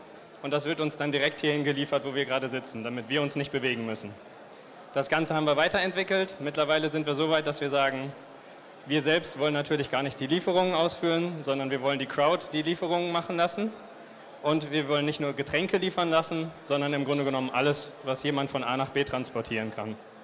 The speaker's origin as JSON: {"language": "German", "town": "Frankfurt", "region": "Hesse", "country": "Germany", "said": "Ich bin aus Frankfurt"}